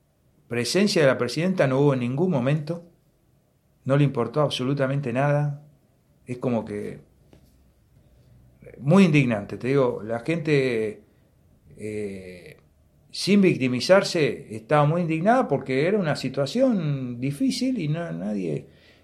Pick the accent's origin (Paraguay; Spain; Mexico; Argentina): Argentina; Patagonia; Más de lo que somos como patagónicos, ¿no?